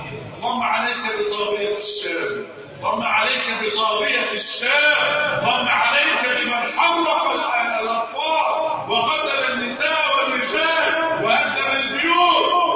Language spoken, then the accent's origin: Arabic; Egypt; اللهم احفظ بلدنا مصر وسائر بلاد